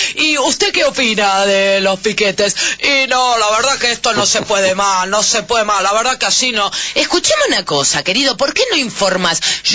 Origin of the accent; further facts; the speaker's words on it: Lanús, Buenos Aires Province, Argentina; now in Barracas, Argentina; Yo soy de Lanús, vengo de Lanús, vivo hace 6 años, 7 en Barracas